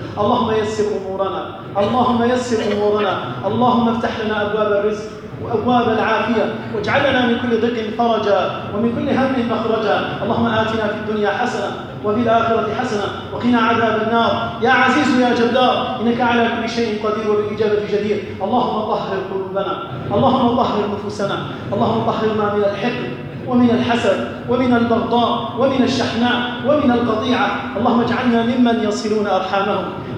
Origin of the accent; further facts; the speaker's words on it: Algeria; أسأل الله عز وجل أن يحفظ بلدنا الجزائر